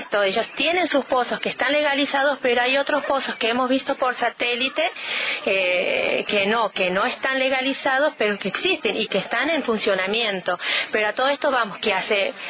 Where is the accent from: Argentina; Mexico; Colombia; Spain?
Argentina; Con Lara, Córdoba; estamos muy al límite con San Luis, y muchas veces cuando decimos somos de Con Lara, realmente pregunta si somos de San Luis.